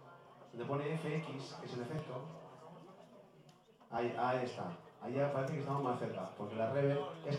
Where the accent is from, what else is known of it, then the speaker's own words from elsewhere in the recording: Pinto, Community of Madrid, Spain; Estamos aquí la escuela de Pinto entera. Aquí somos todos de Pinto.